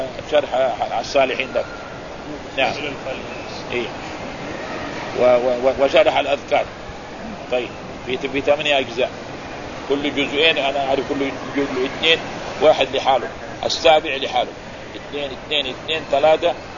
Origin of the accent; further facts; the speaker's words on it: Mecca, Makkah Province, Saudi Arabia; فكانوا أول عندنا في مكة هنا كما يعرفون اللي يكون عمره 50 سنة